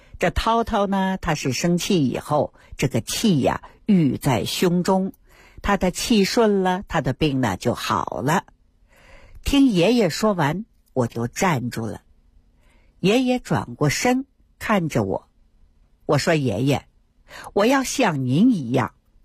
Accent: Fengtai, Beijing, China; 生下我之后呢，爷爷他退居二线了，带着我回到了丰台农村老家。 大伙儿看啊，现在整个丰台区呀、啊，我老家那片都挺繁华。

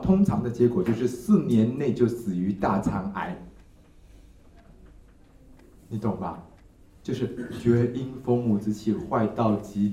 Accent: Taiwan; 我们台湾人是觉得谁受害就是谁是优胜者

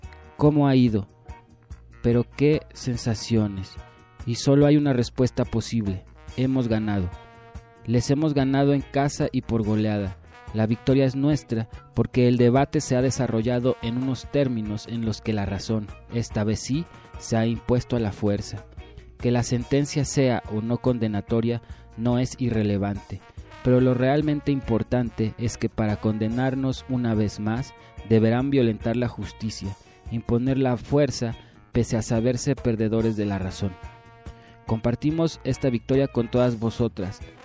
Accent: Basque Country, Spain; Nuestros derechos, como vascos y como personas, fueron vulnerados hace ya más de 5 años

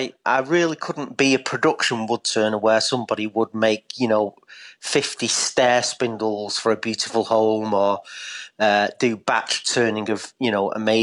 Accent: Eccles, North West England, United Kingdom; now in Ashbourne, United Kingdom

